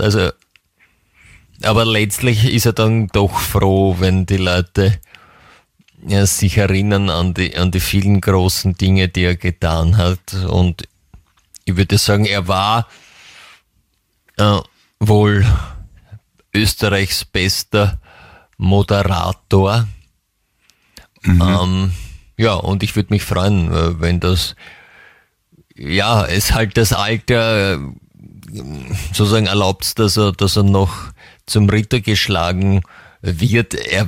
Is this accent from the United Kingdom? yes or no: yes; England, United Kingdom; German is a second language; bei uns in England sagt man, würde man sagen, einschleimern zu können.